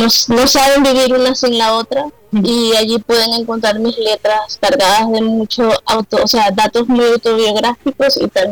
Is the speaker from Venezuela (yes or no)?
yes; Venezuela; moved away as an adult; luego en mi adultez dejé de escribir un tiempo, y con mi situación migratoria, que tuve que salir de Venezuela y emigrar